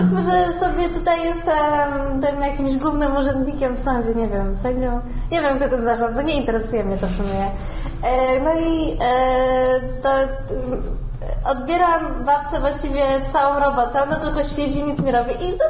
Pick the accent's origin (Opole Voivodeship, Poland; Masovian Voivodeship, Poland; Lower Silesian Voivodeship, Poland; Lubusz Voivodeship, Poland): Masovian Voivodeship, Poland; Warsaw; born there; ja mieszkam na Mokotowie, urodziłam się na Woli.